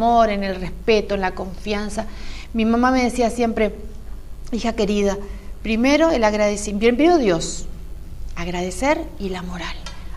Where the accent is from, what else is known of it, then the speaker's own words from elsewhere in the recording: Corrientes, Argentina; Soy correntina, vamos para atrás, soy correntina, de pura cepa.